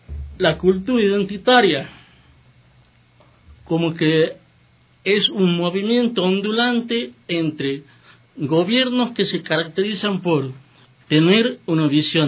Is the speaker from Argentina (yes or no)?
yes; Argentina; Por ejemplo, en mi país, en Argentina, en la década de los 90, era un gobierno muy liberal